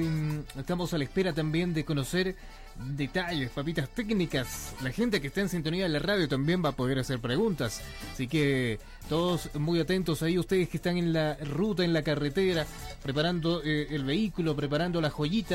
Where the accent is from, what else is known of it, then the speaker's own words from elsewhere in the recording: Chile; como buen chileno, nos vamos arreglando todo en el camino